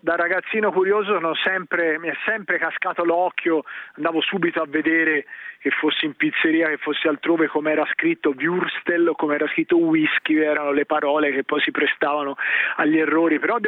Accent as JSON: {"language": "Italian", "region": "Tuscany", "country": "Italy", "moved": "yes", "said": "essendo un toscano trasferta da lustri"}